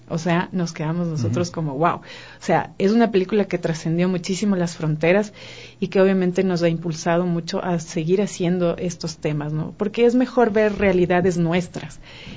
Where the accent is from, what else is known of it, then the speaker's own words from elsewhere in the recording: Ecuador; Y nosotros decíamos, no, somos ecuatorianos.